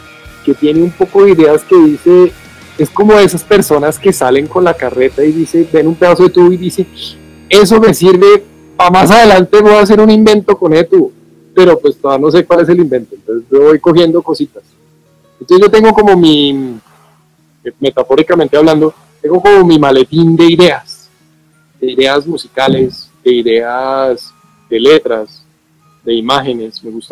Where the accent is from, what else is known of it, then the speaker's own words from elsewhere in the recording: Bogotá, Colombia; Y pues trayéndolo a mi Bogotá, a mi entorno, que es de donde yo soy.